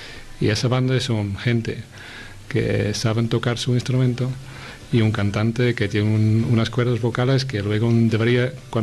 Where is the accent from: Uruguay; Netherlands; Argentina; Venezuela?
Netherlands; Spanish is a second language; Pues de Holanda, como ya se puede detectar de mi acento. Aunque mucha gente piense que yo soy alemán